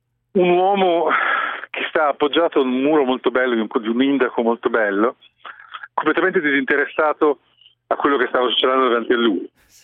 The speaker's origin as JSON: {"language": "Italian", "country": "South Africa", "said": "io vengo dal Sudafrica, dove tutti quanti sanno che è un paese che, sì, estremamente, dove c'è il crimine"}